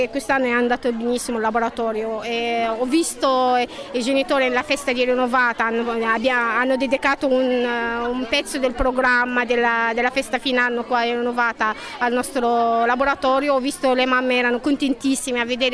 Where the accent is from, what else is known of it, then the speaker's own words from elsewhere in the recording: Egypt; now in Italy; sono egiziana, sono qua in Italia da 10 anni